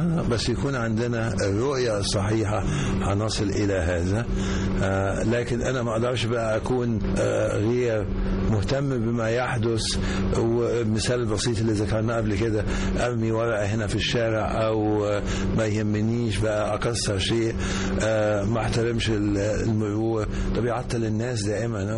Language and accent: Arabic; Egypt; نشوف خضرة كثيرة في بلادنا مصر